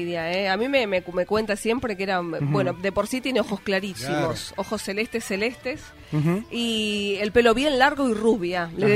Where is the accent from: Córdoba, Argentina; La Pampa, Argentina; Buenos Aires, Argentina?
Buenos Aires, Argentina; born there; que nacimos en Buenos Aires en un contexto totalmente distinto al de mis viejos